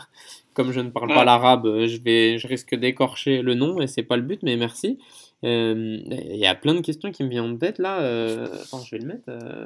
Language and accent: French; France; moi, j'ai grandi en France, donc.